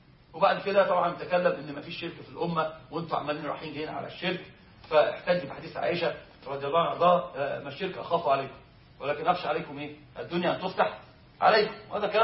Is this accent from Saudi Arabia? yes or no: no; Upper Egypt, Egypt; احنا عندنا في الصعيد بيحلفوا بيه فقرين القران.